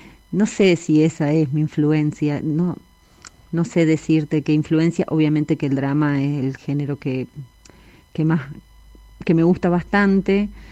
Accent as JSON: {"language": "Spanish", "region": "Córdoba", "country": "Argentina", "tie": "born or raised there", "said": "Mi pueblo está a 250 kilómetros de Córdoba capital"}